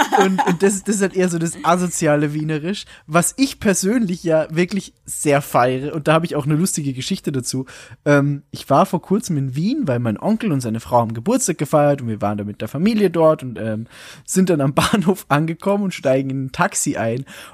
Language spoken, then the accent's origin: German; Bavaria, Germany; Also dieses, jo, mei. Ich bin aus Bayern.